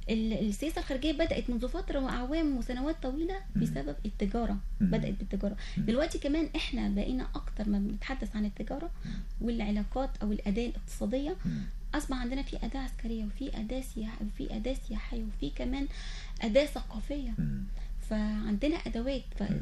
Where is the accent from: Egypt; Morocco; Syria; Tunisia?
Egypt; إحنا كمصر كدول عربية كمصر لازم يكون عندنا رؤية